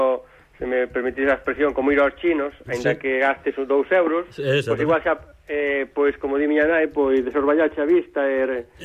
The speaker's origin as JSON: {"language": "Galician", "region": "Galicia", "country": "Spain", "said": "Os galegos estamos en todas"}